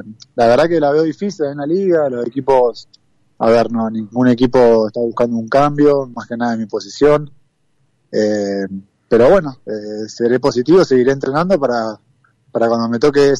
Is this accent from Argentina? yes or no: yes; Argentina; uno como jugador argentino, en el día a día allá en el país no lo ve, y acá sí